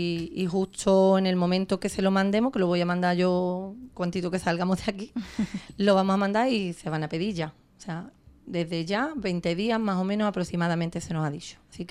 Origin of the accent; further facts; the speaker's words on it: Ubrique, Andalusia, Spain; somos ubriqueños, gaditanos y andaluces